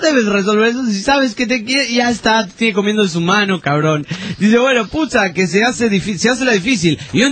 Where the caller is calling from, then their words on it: La Paz, Bolivia; ¿Qué onda? … de La Paz, capital de Bolivia.